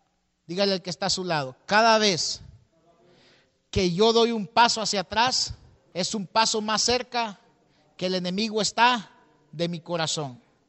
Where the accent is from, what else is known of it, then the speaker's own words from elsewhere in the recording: El Salvador; La mayoría aquí somos salvadoreños y tal vez usted vivió la guerra